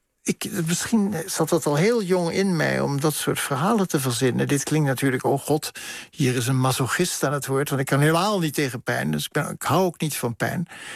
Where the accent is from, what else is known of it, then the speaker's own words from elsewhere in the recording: Bergen aan Zee, North Holland, Netherlands; En als kind in Berg aan Zee sprak je een soort kalte kiep van Deutsch.